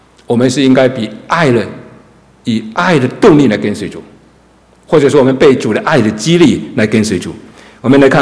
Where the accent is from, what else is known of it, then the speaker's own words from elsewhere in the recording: China; 但是我中国人说重要的事情就要说三次嘛，